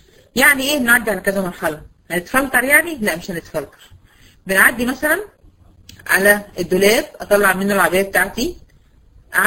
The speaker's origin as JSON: {"language": "Arabic", "country": "Egypt", "said": "بنسميه عندنا في مصر الاسترجي"}